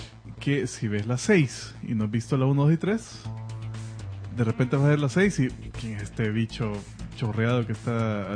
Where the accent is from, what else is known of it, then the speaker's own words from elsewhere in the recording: El Salvador; yo creí que es nuestro acento.